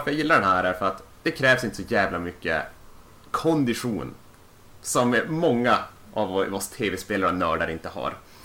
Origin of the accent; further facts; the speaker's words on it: Luleå, Norrbotten County, Sweden; Jag var nu när jag var hemma i Luleå och hälsade på släkt och vänner och allting.